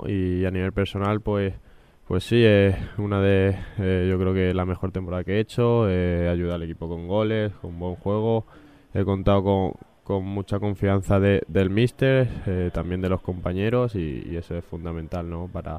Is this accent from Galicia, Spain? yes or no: no; Talavera de la Reina, Castilla-La Mancha, Spain; moved away; Muy bien, aquí de vacaciones en mi tierra y disfrutando de mi gente un poquito.